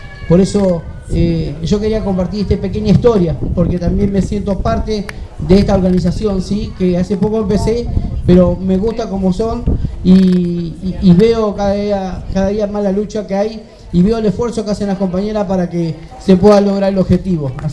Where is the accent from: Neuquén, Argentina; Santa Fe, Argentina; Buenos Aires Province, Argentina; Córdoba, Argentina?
Buenos Aires Province, Argentina; San Miguel; now in La Plata, Argentina; hace 1 año y medio pude tener mi casa propia, porque yo vengo de la zona de Buenos Aires, San Miguel, y gracias a Dios acá en La Plata pude obtener este privilegio